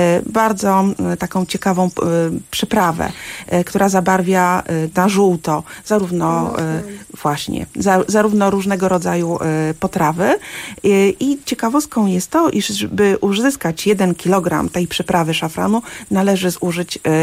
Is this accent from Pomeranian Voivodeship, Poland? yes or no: no; Mrągowo, Warmian-Masurian Voivodeship, Poland; born there; Urodziłam się na Mazurach, w Mrągowie.